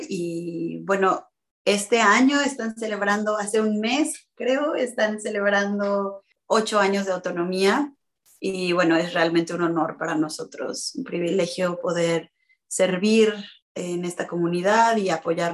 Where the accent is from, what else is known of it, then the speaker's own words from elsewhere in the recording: Mexico City, Mexico; moved away as an adult; now in Los Angeles, United States; Yo nací y crecí, viví 28 años en Ciudad de México, la Gran Tenochtitlán, y luego soy inmigrante de primera generación. Ahora vivo en Tierra Chumash, lo que también se conoce como Los Ángeles, en California.